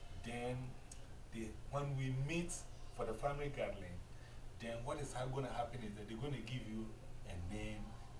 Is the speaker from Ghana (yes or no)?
yes; Ghana; So if I go with you to Ghana, uh-huh. In my village, the village people are not going to call me